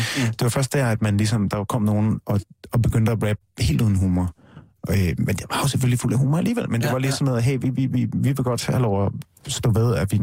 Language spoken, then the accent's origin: Danish; North Denmark Region, Denmark; Jeg er fra Nordjylland, lidt nord for Aalborg.